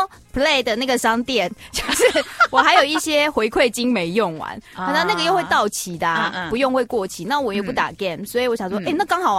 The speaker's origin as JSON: {"language": "Chinese", "country": "Taiwan", "said": "对，但是我们台湾人心结。"}